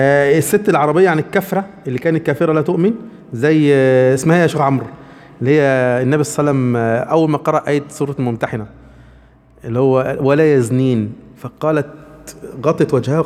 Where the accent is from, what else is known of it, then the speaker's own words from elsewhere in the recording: Egypt; لان انا مصري